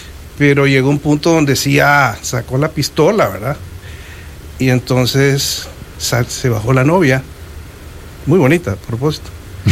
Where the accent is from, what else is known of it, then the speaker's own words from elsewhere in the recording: Washington, District of Columbia, United States; Desde que yo crecí en Washington D.C., agarraba las dos cucharas de palo